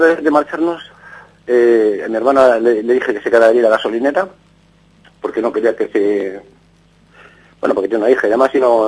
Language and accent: Spanish; Vigo, Galicia, Spain; soy gallego. Oh. Soy gallego de Vigo. Nací, pues, en, era, pues, no sé cómo decirte, muy pobre.